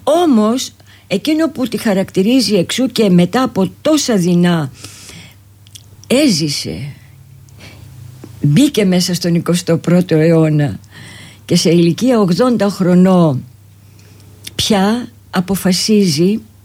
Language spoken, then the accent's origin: Greek; Nea Smyrni, Attica, Greece; born there; Και ήρθα πάλι στην Αθήνα που ουσιαστικά είναι ο γενέθλιος τόπος μου. Εδώ γεννήθηκα και μάλιστα στη Νέα Σμύρνη